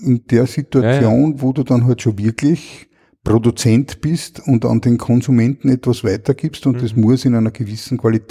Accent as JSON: {"language": "German", "region": "Lower Austria", "country": "Austria", "said": "Ich als Niederösterreicher zahle mit meinen Bundesabgaben"}